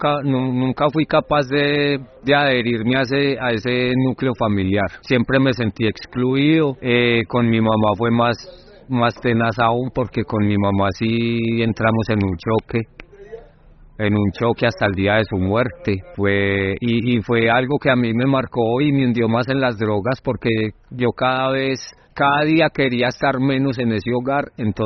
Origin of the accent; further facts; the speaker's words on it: Manizales, Caldas, Colombia; Yo nací en Manizales y nací en el seno de una familia católica, criado en Manizales hasta pues... Sí, hasta casi la mayoría de edad, aunque desde joven, desde los 13, 14 años, empecé a salir de mi casa y a andar por el país.